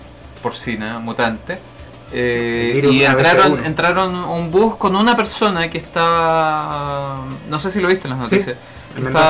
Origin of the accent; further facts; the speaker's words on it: Chile; nuestra problemática como chilenos yo creo que tiene que ver con nuestro constante mestizaje